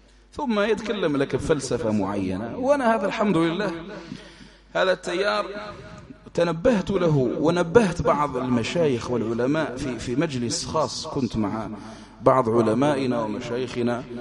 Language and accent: Arabic; Algeria; حملات التنصير عندنا في الجزائر وفي غيره